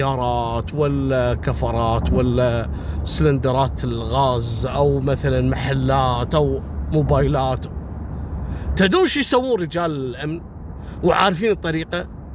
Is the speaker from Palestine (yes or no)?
no; Kuwait; بعطيكم مثل بسيط عندنا في الكويت